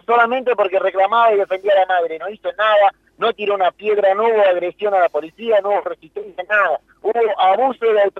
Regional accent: La Plata, Buenos Aires Province, Argentina; Somos ciudadanos de Ciudad de la Plata, argentinos, con DNI, que damos votos, que votamos.

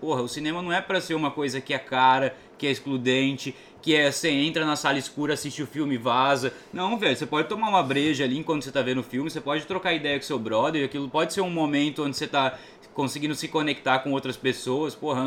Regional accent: Cuiabá, Mato Grosso, Brazil; eu venho lá de Cuiabá, lá em Cuiabá eu só tenho sala de cinema em shopping

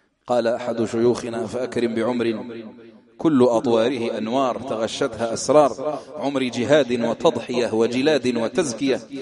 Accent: Algeria; فتح الله، هذا من أهل بلدنا الجزائر

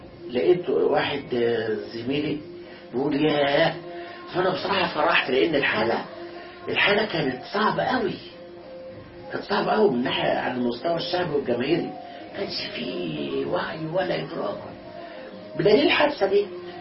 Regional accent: Alexandria, Alexandria Governorate, Egypt; أنا أصلاً اسكندراني

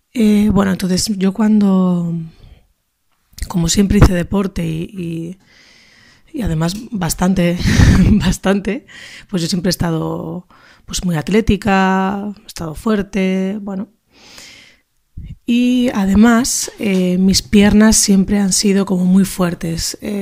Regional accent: Basque Country, Spain; Soy nacida y criada en España, en concreto en País Vasco.

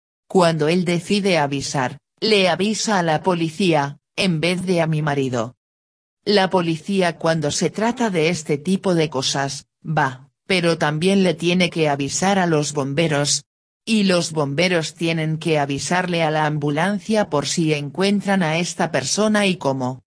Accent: Capilla del Monte, Córdoba, Argentina; born there; yo nací en Capilla del Monte y te puedo asegurar que no sé lo que es el cerro.

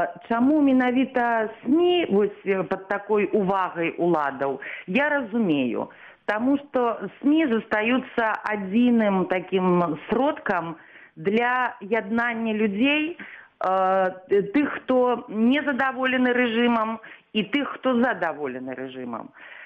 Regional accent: Minsk, Belarus; born there; я нарадзілася ў Мінску, закончыла Беларускі дзяржаўны універсітэт, факультэт журналістыкі.

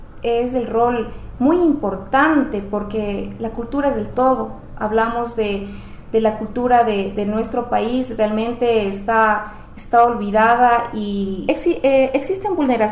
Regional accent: Ecuador; nosotros como ecuatorianos no sabemos nuestra identidad

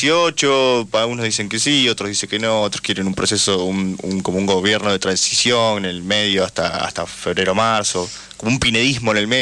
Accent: Argentina; Igual estaría bueno como argentino

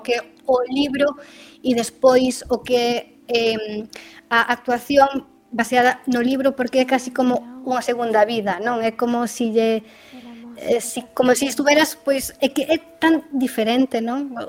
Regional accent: Rianxo, Galicia, Spain; aí físicamente en Rianxo, que eu son de Rianxo

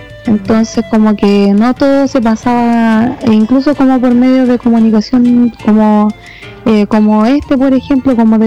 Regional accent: Valparaíso, Chile; como que yo vivo, soy de Cerro Yungay

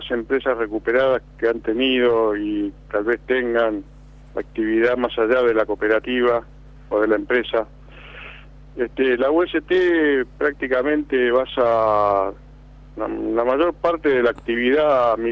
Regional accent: Lanús, Buenos Aires Province, Argentina; yo soy de Lanús, siempre he andado por la zona

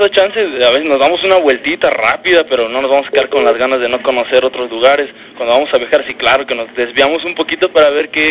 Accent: State of Mexico, Mexico; De hecho, pues nosotros somos del Estado de México y cada vez que vamos para allá son reventones

